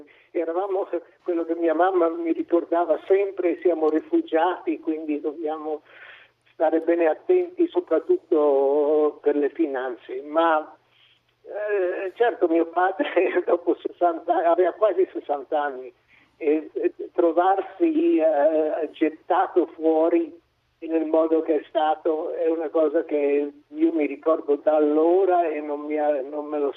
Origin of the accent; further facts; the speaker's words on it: Boston, Massachusetts, United States; sono cresciuto a Boston, ho fatto tutte le scuole, quasi tutte le scuole a Boston.